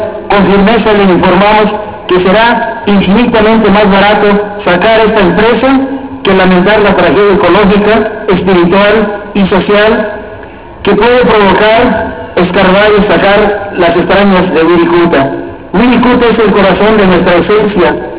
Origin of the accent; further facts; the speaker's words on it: Mexico; somos mexicanos y nos vestimos de flor